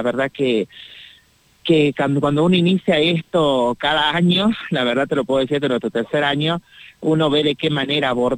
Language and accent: Spanish; Tafí del Valle, Tucumán, Argentina; que yo soy acá de Tafí del Valle